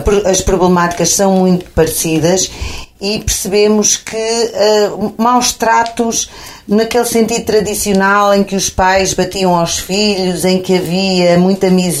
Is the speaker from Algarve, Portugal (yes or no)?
no; Arganil, Coimbra, Portugal; no Conselho de Arganil, de onde eu sou natural.